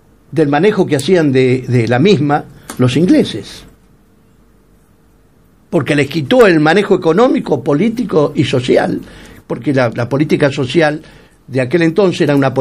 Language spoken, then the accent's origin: Spanish; Argentina; Yo no soy ni macrista ni kirchnerista, soy argentino.